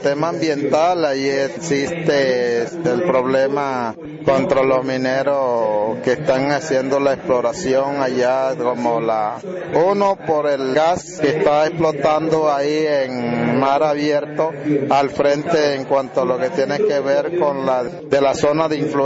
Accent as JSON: {"language": "Spanish", "town": "Riohacha", "region": "La Guajira", "country": "Colombia", "said": "soy de la etnia Wayú, vengo de La Guajira, sobre todo el municipio de Riohacha."}